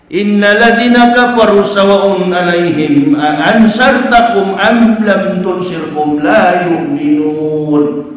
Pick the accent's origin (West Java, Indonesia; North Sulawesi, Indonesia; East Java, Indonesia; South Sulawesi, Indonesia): North Sulawesi, Indonesia; Manado; dulunya kampung halaman saya, provinsi saya, Sulawesi Utara, Manado